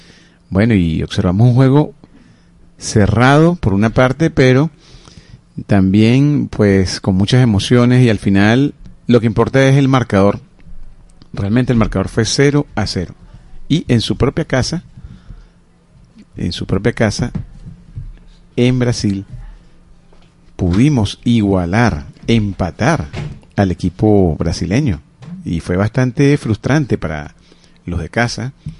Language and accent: Spanish; Venezuela; Todos somos de Venezuela y somos un solo pueblo.